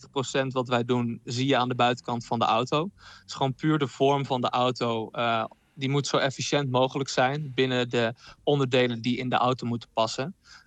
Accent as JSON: {"language": "Dutch", "town": "Zwolle", "region": "Overijssel", "country": "Netherlands", "said": "Ja, ik kom zelf uit Zwolle"}